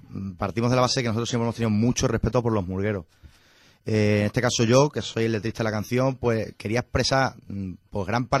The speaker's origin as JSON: {"language": "Spanish", "town": "Zafra", "region": "Extremadura", "country": "Spain", "said": "ninguno somos de Badajoz. Uh-huh. Miguel es de Cádiz, de Conil de la Frontera, Jorge es cacereño y yo soy de Zafra. Y por la vida, pues terminamos todos en Badajoz"}